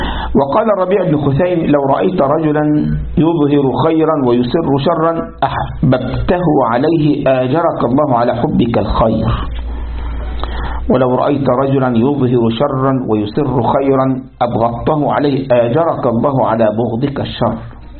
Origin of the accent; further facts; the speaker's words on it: Egypt; كان في واحد عندنا في مصر